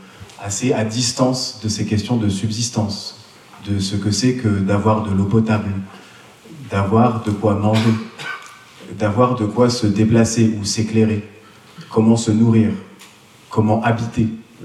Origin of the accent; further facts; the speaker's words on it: Normandy, France; Donc je suis normand d'origine